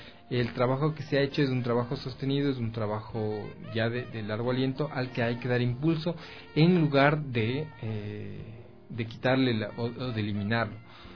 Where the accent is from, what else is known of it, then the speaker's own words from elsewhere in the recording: Ecuador; no muy bien plantados como sociedad ecuatoriana